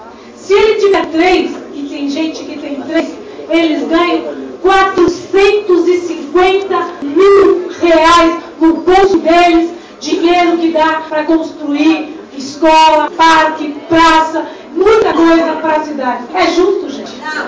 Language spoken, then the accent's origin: Portuguese; Cubatão, São Paulo, Brazil; born there; Eu, como disse, eu nasci em Cubatão.